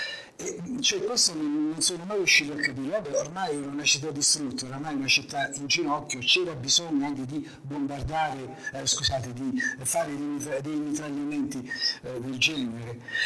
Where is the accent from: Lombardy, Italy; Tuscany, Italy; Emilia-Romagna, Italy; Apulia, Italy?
Apulia, Italy; Foggia; born there; Seconda premessa, io sono nato a Foggia. E Foggia fu bombardata dal maggio del 43 a settembre del 43.